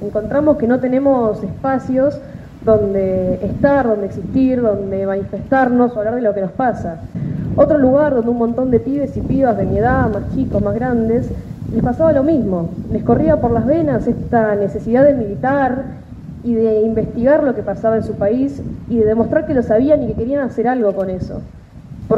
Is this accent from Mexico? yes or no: no; El Bolsón, Río Negro, Argentina; allá en Bolsón, de donde venimos, de donde yo vengo